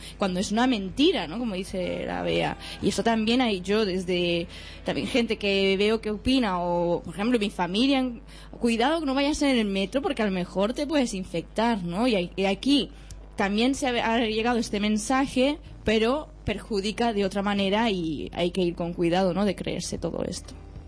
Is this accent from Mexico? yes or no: yes; Mexico; Yo también soy mexicana